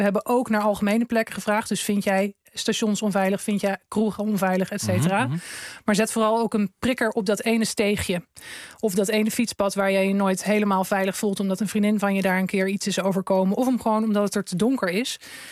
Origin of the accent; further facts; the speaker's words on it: Groningen, Netherlands; Het is een fietspad in Groningen, tussen het centrum en een buitenwijk waar ik ben opgegroeid